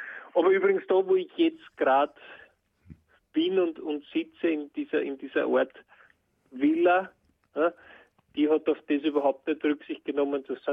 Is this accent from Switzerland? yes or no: no; Geinberg, Upper Austria, Austria; ich bin aus Geinberg, aber das kennt man, kennen die wenigsten und Ried ist sozusagen das nächstgrößere.